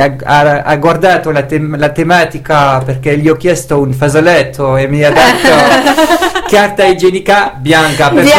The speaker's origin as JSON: {"language": "Italian", "country": "Belgium", "second_language": "Italian", "said": "Sì, sono belga e ho imparato una bellissima lingua."}